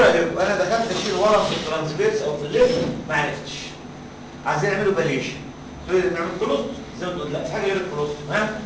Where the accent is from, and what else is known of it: Egypt